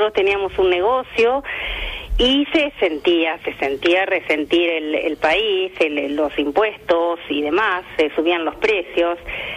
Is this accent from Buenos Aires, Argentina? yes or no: no; Santa Fe, Argentina; moved away as an adult; now in Málaga, Spain; estoy en Málaga desde el año 2000, llegamos a fines del año 2000. Efectivamente, venimos de Santa Fe, me vine con mi marido Raúl y mi hijo Agustín.